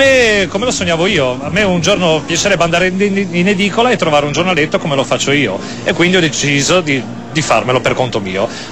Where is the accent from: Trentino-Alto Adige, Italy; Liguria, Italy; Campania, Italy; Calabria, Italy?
Liguria, Italy; Savona; moved away as an adult; now in Milan, Italy; No, io sono ligure, sono di Savona, mi sono trasferito a Milano da 6 o 7 anni.